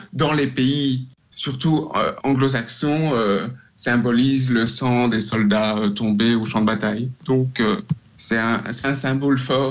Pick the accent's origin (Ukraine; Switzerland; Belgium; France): Belgium; now in Canada; Suris, qui est mon village natal, et le village voisin Rombeden sont des villages martyrs.